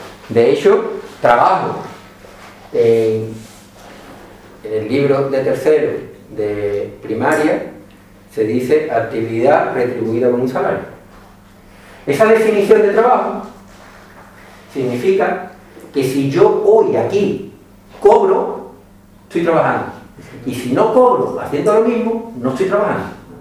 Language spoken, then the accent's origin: Spanish; Andalusia, Spain; aquí somos todos cercanos al centro del mundo de Morón, todos somos andaluces.